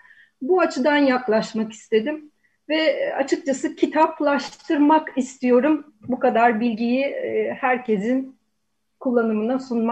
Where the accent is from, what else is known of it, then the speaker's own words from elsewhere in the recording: Sarıyer, Istanbul, Turkey; Bunun dışında Sarıyer'de büyüdüm. Babam aynı şekilde denizle uğraşıyordu.